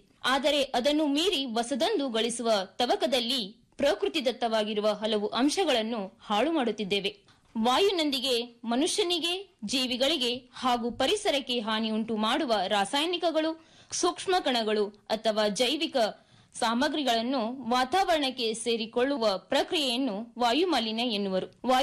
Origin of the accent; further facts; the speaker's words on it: Karnataka, India; ನಾನು ಮೂಲತಃ ಕಲಬುರಗಿ ಜಿಲ್ಲೆಯವಳಾಗಿದ್ದು